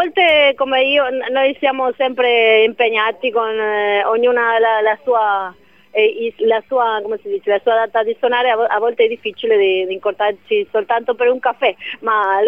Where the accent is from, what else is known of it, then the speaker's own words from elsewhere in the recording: Argentina; now in Venice, Italy; sono argentina.